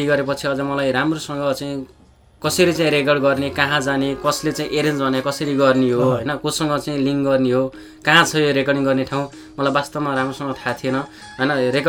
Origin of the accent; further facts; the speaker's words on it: Baglung, Gandaki Province, Nepal; त्यति बेला बागलुङ जिल्लामा मैले त्यति बेला मेरो बाल्यकालमा मैले चाहिँ त्यति बेला आज यो पप गीतहरू पनि मैले सुन्न पाएको थिइनँ